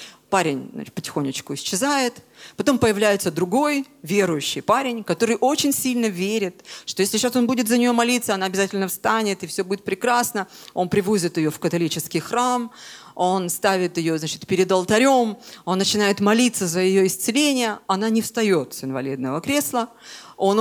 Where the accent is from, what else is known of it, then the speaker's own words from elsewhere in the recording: Crimea, Ukraine; moved away as an adult; Я родилась в Крыму. Я в Крыму прожила 26 лет, и с тех пор каждый год я туда ездила, как минимум месяц каждый год я жила в Крыму.